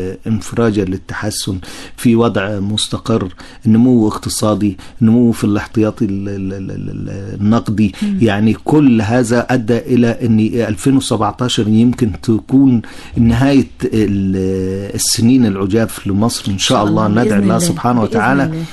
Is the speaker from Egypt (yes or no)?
yes; Luxor, Luxor Governorate, Egypt; ويمكن هذه ظهرت عندنا في الأقصر بتدفق مجموعات بأعداد كبيرة من الصين ومن ألمانيا